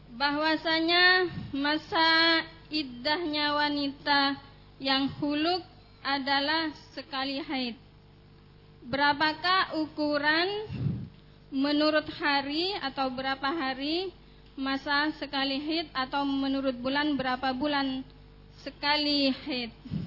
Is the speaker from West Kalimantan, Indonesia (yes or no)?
no; Sumenep, East Java, Indonesia; dari utusan dari Sumenep Madura.